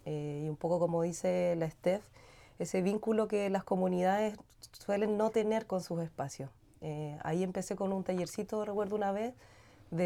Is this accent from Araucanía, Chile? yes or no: yes; Licán Ray, Araucanía, Chile; vengo de Licanray, soy profesora de educación física